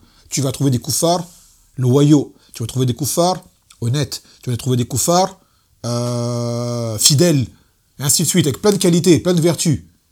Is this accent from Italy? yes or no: no; Martinique, France; moi, quand je suis martiniquais, j'ai beaucoup de noirs autour de moi